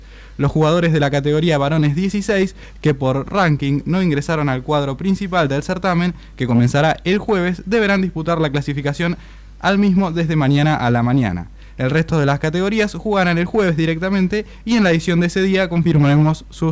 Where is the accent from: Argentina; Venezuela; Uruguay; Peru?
Argentina; como somos los argentinos